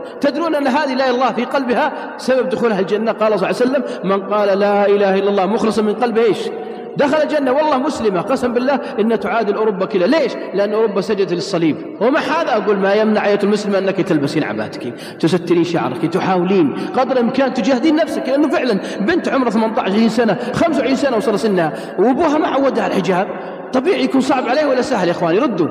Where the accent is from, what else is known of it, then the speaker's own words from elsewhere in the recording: Riyadh, Riyadh Province, Saudi Arabia; عندنا في الرياض